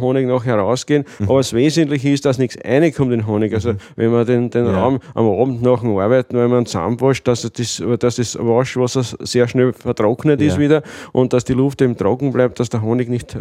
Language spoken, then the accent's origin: German; Lower Austria, Austria; Weil bei uns im Weinviertel, man sieht eh, es gibt genug Windrallen und es gibt also Unmengen Wind.